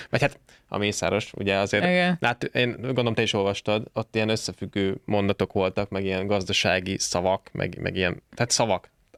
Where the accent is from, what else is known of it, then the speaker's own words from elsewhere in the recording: Budapest, Hungary; én tényleg a hülye budapesti gyerek vagyok, nem voltam disznóvágáson